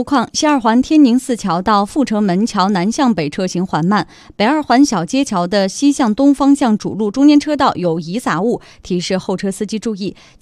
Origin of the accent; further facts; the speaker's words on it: China; 太行山上，这是我老家呀。